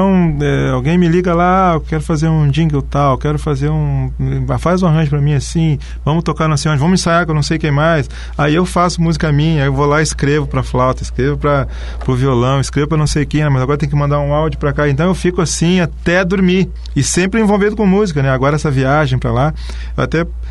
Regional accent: Porto Alegre, Rio Grande do Sul, Brazil; now in Foz do Iguaçu, Brazil; A minha cidade natal, Porto Alegre, tem problemas e muitos.

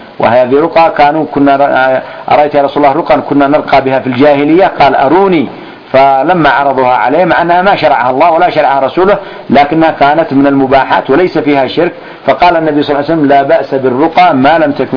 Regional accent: Yemen; فمثلا الآن التونة ما يسمى عندنا في اليمن تونة

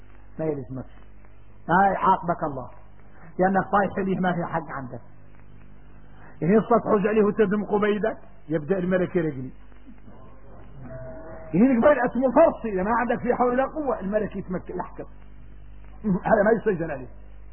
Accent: Mauritania; احنا موريتاني في المنافع آية من آيات الله

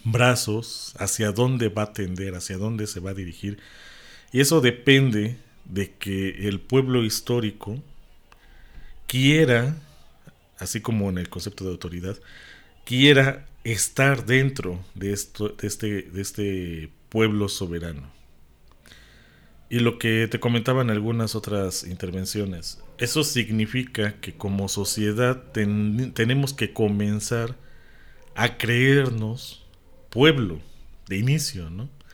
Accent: Mexico; yo soy mexicano y mexica, yo soy mexicano, maya

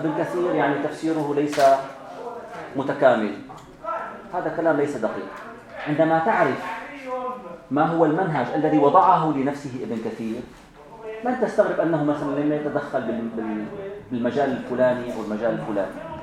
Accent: Syria; عندنا في الشام عندما يقال فلان خطه جميل يكتب التقارير يتعاون مع الأمن

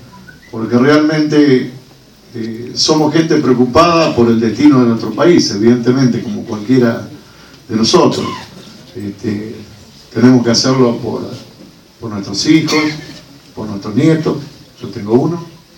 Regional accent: Argentina; porque soy un argentino preocupado que leo permanentemente todo lo que puedo y realmente creo que este país tiene mucho para cambiar

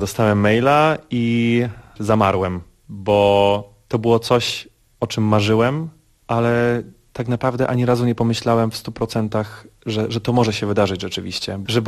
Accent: Brzesko, Lesser Poland, Poland; now in New York, United States; jestem barytonem z Brzeska w Małopolsce.

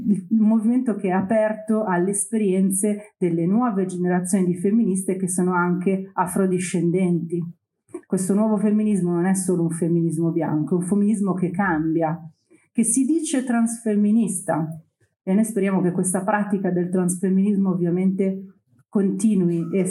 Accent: Milan, Lombardy, Italy; io sono di Milano, classe 1978, ho 44 anni, ho fatto Genova 2001, sono di quella generazione lì

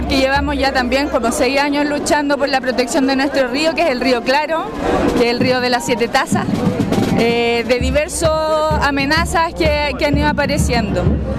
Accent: Molina, Maule, Chile; vengo de Molina, del Consejo Ecológico de Molina.

